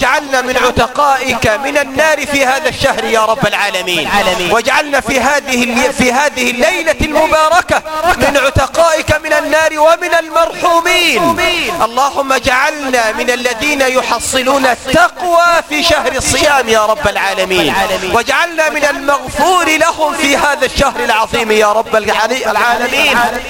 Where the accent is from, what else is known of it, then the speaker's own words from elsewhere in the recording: Egypt; واحقن دماء المسلمين في بلدنا مصر